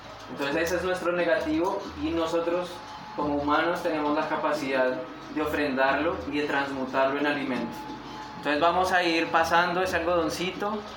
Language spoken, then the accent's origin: Spanish; Putumayo, Colombia; vengo de Colombia, vivo en el Putumayo, en una de las zonas más tremendas de este planeta, un lugar, un territorio en el que los Andes y la Amazonía se encuentran